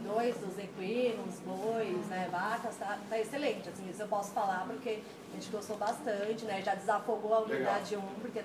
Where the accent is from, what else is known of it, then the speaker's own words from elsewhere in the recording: São Paulo, Brazil; eu e ela estamos há 2 meses aqui, sou de São Paulo, ela é do Rio de Janeiro